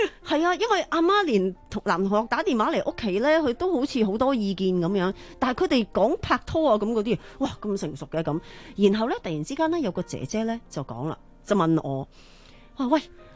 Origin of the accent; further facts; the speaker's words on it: Tsuen Wan, New Territories, Hong Kong; 嗰陣我哋細個住荃灣。